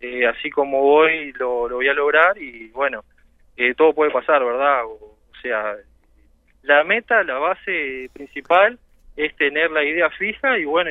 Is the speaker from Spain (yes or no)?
no; Melo, Cerro Largo, Uruguay; espero poder llegar a Melo, que es de donde soy, o sea, Fraile Muerto, la idea es estar allá